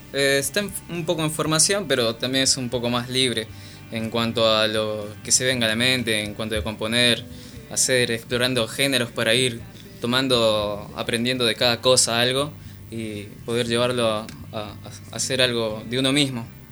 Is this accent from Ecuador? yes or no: no; Lima, Peru; Estoy acá hace aproximadamente un año y medio. Soy de Lima, Perú.